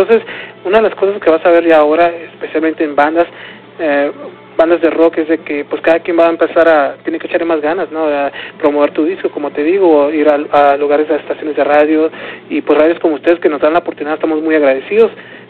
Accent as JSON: {"language": "Spanish", "town": "San Diego", "region": "California", "country": "United States", "said": "nosotros como somos de San Diego, pues allá ya la gente ya nos conoce"}